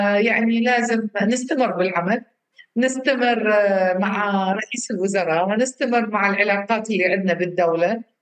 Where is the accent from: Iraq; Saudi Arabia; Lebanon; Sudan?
Iraq; يعني الوقود كلش مهم عندنا بالعراق